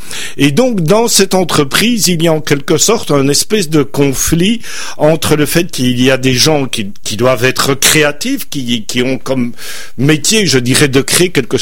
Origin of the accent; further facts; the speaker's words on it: Belgium; pour nos auditeurs québécois, je suis belge, je l'explique